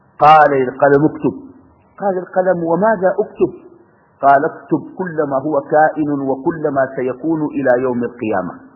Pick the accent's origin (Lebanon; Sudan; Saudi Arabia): Sudan; وإن أنا آتي من السودان ونلتقي في هذه الساعة